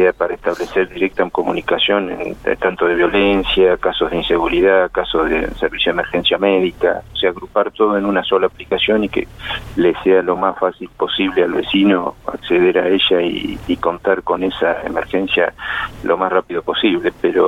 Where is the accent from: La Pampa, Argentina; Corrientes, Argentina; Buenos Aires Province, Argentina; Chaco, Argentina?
Buenos Aires Province, Argentina; yo soy de provincia de Buenos Aires y que allá se estaban implementando, o sea, nacido allá, ¿no?